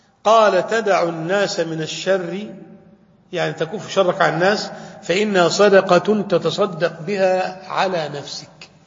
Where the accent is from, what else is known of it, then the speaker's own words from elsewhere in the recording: Damietta, Damietta Governorate, Egypt; تعين صانعا ديت هذه عندنا في دمياط